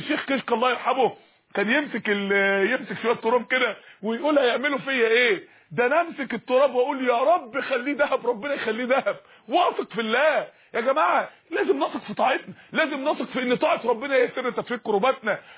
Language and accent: Arabic; Mansoura, Dakahlia, Egypt; عندنا اخت في المنصورة، عندنا في المنصورة